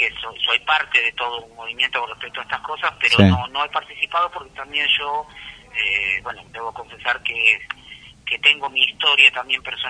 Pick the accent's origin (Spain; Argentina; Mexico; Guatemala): Argentina; Moreno, Buenos Aires Province; Son de Moreno, hay dos o tres actores que vienen de otro lado, pero la mayoría somos de Moreno.